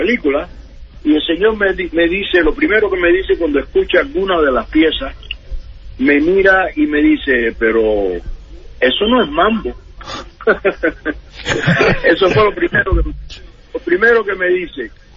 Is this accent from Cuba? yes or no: yes; Cuba; moved away as an adult; yo soy cubano, yo acabo de llegar de Cuba, toco música, yo tenía 41 años